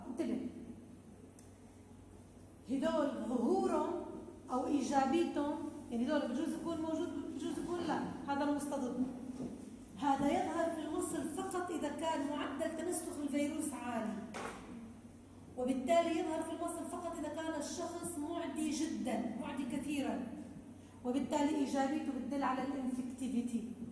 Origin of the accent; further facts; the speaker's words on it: Syria; أما إذا طلع سلبي عندنا بسوريا لأنه عندنا نمط طافح